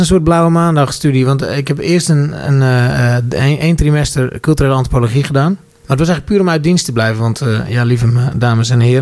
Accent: Oostwold, Groningen, Netherlands; also born or lived in Buren; Nou, ik ben geboren in Buren in Gelderland, maar ik kwam uit het pittoreske Oostwold in Noordoost-Groningen. Zeg maar de rode driehoek, zoals ze altijd zeggen. CPN country, zeg maar. Daar heb ik 15 jaar gewoond. Toen nog 3 jaar in Nieuwolde. Wat ook heel mooi is.

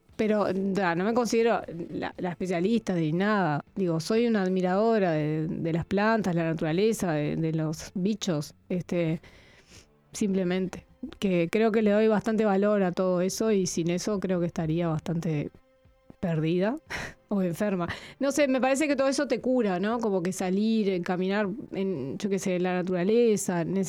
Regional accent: Montevideo, Uruguay; also born or lived in Buenos Aires / Piriápolis; Soy bastante montevideana, pero también otra cosa que cuento es que yo viví en varios lugares, ¿viste? Vivimos mucho tiempo en Buenos Aires, por lo cual también era un bicho de ciudad, y de repente abruptamente pasé a vivir en Piriápolis, en el medio del bosque

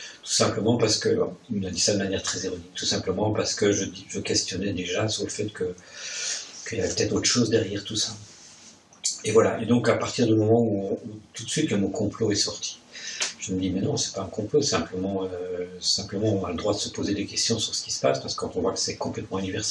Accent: Verviers, Wallonia, Belgium; je suis originaire de Verviers, à l'opposé d'ici

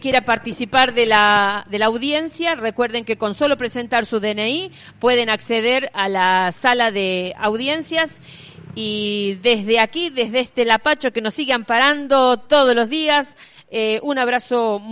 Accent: La Rioja, Argentina; exigimos como riojanos que se investigue dónde están los bebés de los desaparecidos

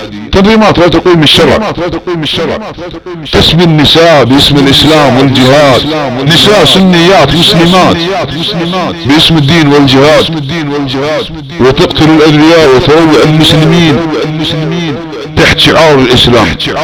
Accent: Saudi Arabia; يحب بلادنا المملكة العربية السعودية

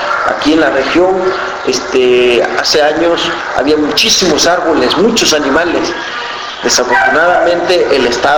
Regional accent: Tlapa, Guerrero, Mexico; also born or lived in Caguatache; Yo no soy originario de Tlapa, yo soy originario de un pueblo que se llama Caguatache, ¿no? Pero yo crecí en Tlapa y bueno, pues tengo que seguir hablando mi lengua.

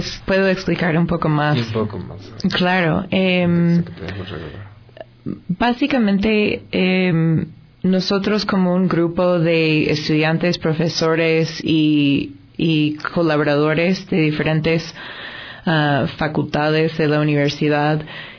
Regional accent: United States; Spanish is a second language; now in Ecuador; yo no soy ecuatoriana de nacimiento. Soy estadounidense, llevo 10 años viviendo en Ecuador y trabajando en temas de desarrollo y participación.

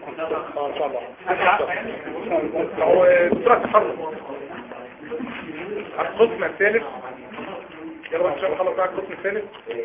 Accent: Upper Egypt, Egypt; انا صعيدي يعني زي عارفين قمه الصبر

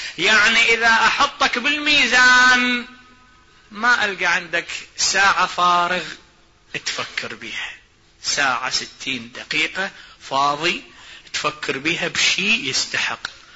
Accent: Iraq; والله مثل عندنا بالعراق يقول

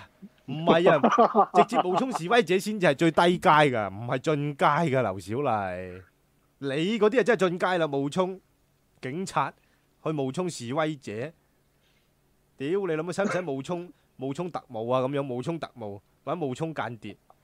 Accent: Hong Kong; 我哋香港人咧系有公德心嘅，公德心啊！我哋香港人有公德心嘅

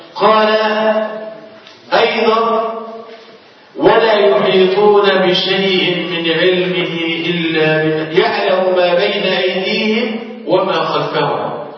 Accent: Egypt; تخيل الزلزال اللي حصل عندنا في مصر

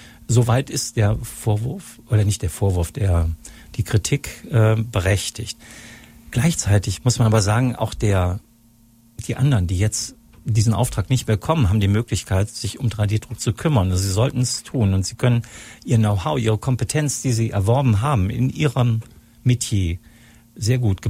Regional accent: Solingen, North Rhine-Westphalia, Germany; und am besten doch hier in meiner Heimatstadt Solingen.

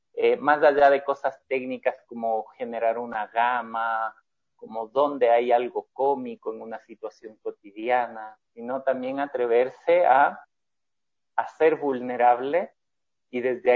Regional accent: Ecuador; yo soy ecuatoriano.

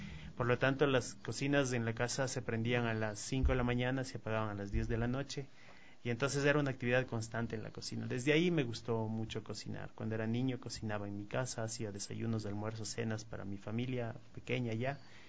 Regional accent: Ecuador; Si somos cocineros ecuatorianos, tenemos que cocinar cocina ecuatoriana.

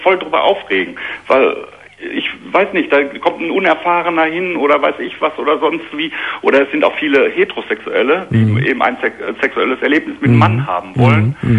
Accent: Hamm, North Rhine-Westphalia, Germany; Ich komme aus Hamm in Westfalen.

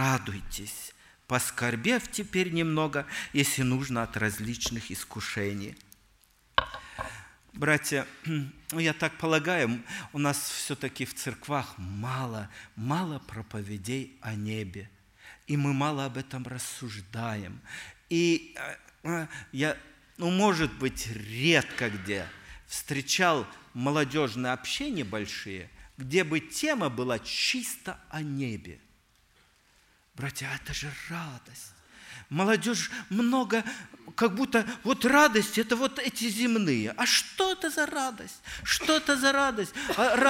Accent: Omsk Oblast, Russia; я вырос в Сибири, в Омской области, это мой земляк

